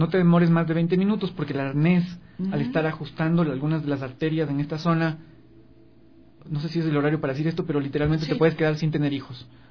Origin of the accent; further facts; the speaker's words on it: Ecuador; nos tiene que empoderar para repensarnos como ecuatorianos